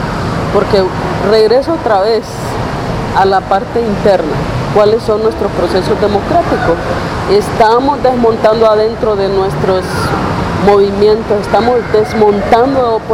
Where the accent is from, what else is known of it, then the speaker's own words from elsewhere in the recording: Honduras; cómo nos ha cambiado la vida como pueblo hondureño, un pueblo más sometido, más humillado.